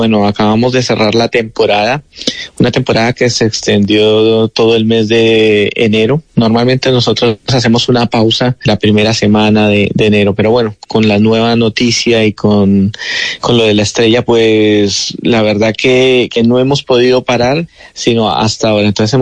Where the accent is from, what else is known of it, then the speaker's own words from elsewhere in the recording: Bogotá, Colombia; Hago una cocina inspirada en mi recuerdo, soy bogotano